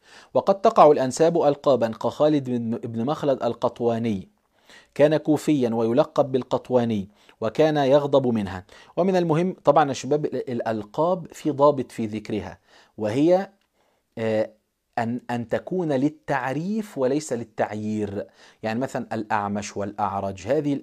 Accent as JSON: {"language": "Arabic", "country": "Egypt", "said": "هو كلمة دعبس دي عندنا في مصر مشهورة أحيانا"}